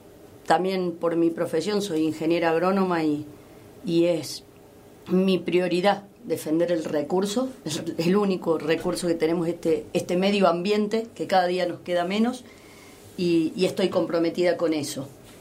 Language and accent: Spanish; Cruz del Eje, Córdoba, Argentina; born there; now in Los Hornillos, Argentina; Yo soy nacida en Cruz del Eje.